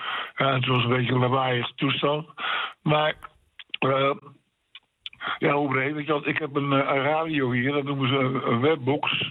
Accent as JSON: {"language": "Dutch", "town": "Gouda", "region": "South Holland", "country": "Netherlands", "said": "Ik kom uit Gouda. Ik zit in een bezorgingshuis."}